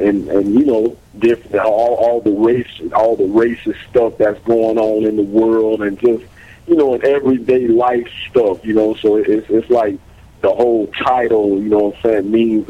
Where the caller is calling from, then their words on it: Florida, United States; Oh, you know, I'm calling from Florida.